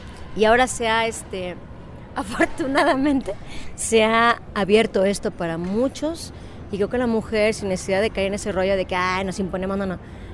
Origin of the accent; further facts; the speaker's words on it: Tixla, Guerrero, Mexico; No, es que somos de Tixla, entonces ¿por qué traen un arpa? No, pues es que en toda la República tenemos, es maravilloso nuestro país porque hay arpas en 20 estados, ¿no? No nomás aquí en Guerrero